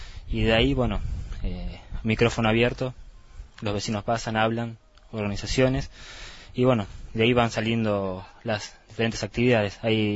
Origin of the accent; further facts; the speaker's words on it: Bariloche, Río Negro, Argentina; Hola, sí, bueno, yo vengo de Bariloche